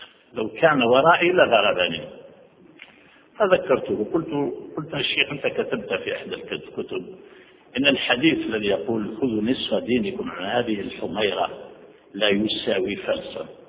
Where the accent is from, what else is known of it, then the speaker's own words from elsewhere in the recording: Algeria; first language French; Arabic is a second language; now in France; وأنا أعيش في الغرب منذ 37 سنة في فرنسا، وقبل أن آتي إلى فرنسا أنا فرنسي لغة، لأنني تعلمت الفرنسية قبل العربية، لأن في زمان الاستعمار العربية لم تكن تعلم في الجزائر.